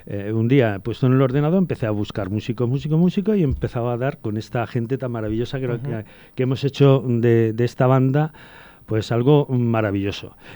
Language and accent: Spanish; Talarrubias, Extremadura, Spain; now in Talavera de la Reina, Spain; Residente en Talavera desde el 86, pero yo soy de Extremadura, concretamente de Talarrubias, de la provincia de Badajoz.